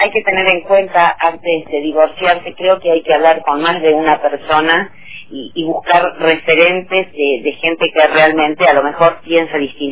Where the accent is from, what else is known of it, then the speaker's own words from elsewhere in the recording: Mercedes, Argentina; si bien soy de Mercedes, no estoy en Capital